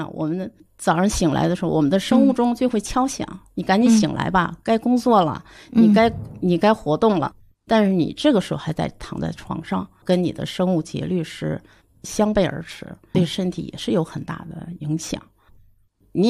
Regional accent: China; 但是不符合我们中国人的体质

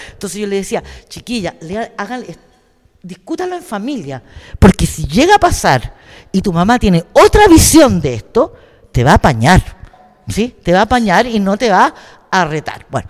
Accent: Chile; moved away as an adult; Porque yo salí de Chile, después que estuve presa

